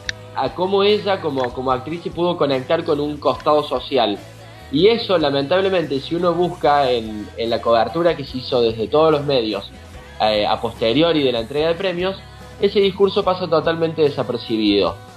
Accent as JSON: {"language": "Spanish", "country": "Argentina", "said": "creo que es una pena que como argentinos nos perdamos esas cosas"}